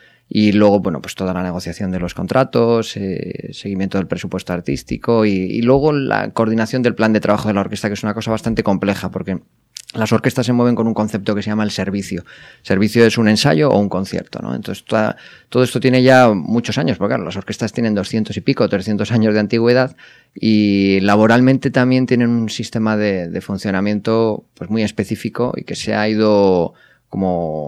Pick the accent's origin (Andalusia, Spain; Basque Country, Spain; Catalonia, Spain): Basque Country, Spain; Bilbao; born there; porque bueno, nací en Bilbao.